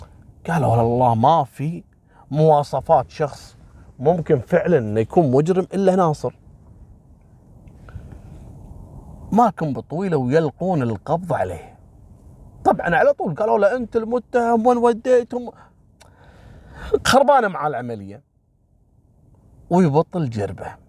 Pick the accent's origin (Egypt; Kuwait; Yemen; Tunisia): Kuwait; حصلت عندنا في الكويت في واحد اعتقد فلبيني او صيني تم اعدامه في الكويت